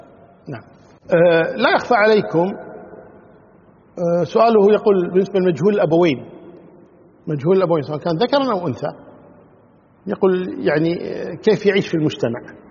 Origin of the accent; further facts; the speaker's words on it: Kuwait; حنا عندنا في الكويت هنا يعني شغلة زينة شينة